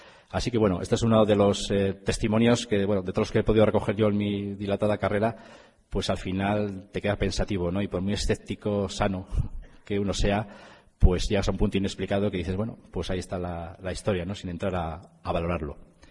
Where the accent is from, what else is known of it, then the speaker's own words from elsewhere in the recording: Vitoria, Basque Country, Spain; yo soy de Vitoria y, bueno, me desplazo a menudo, ¿no?, cuando vas hacia la zona de Bilbao